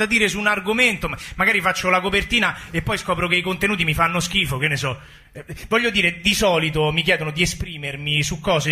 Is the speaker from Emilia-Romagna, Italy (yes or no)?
no; Rome, Lazio, Italy; sono cresciuto a Roma e nei centri sociali